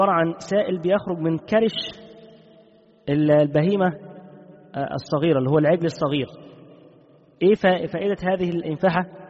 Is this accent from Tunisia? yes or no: no; Egypt; عندنا في مصر بالايه، بيقول لك بيقشط